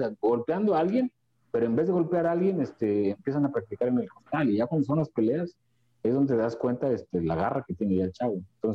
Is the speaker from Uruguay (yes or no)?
no; Xalapa, Veracruz, Mexico; born there; also born or lived in Tantoyuca; me regresé a Tontoyuca, de donde yo nací aquí en Jalapa, pero viví en Tontoyuca. Estuve un año en el 2010